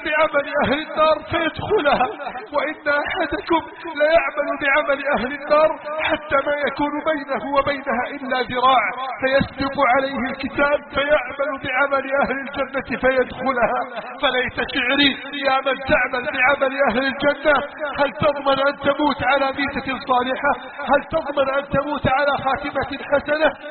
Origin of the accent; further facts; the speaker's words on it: Egypt; اللهم من أراد بلادنا مصر بسوء فأشغله بنفسه